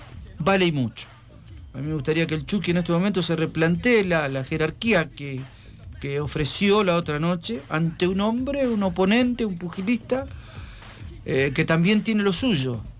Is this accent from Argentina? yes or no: yes; Rosario, Santa Fe, Argentina; uno tiene el orgullo de decir que somos rosarinos